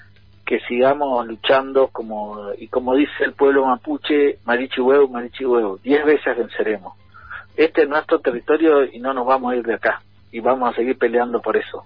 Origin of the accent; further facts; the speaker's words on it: Argentina; Se construye de la idea de que somos argentinos